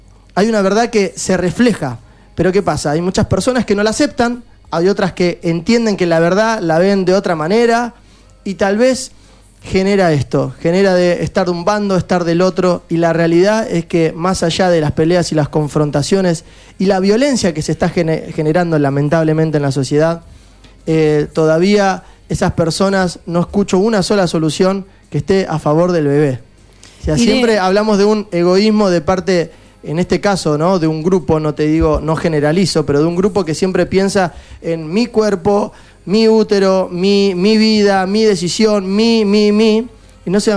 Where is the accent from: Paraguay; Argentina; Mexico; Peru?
Argentina; lo peor que nos puede pasar como argentinos es caer en la división.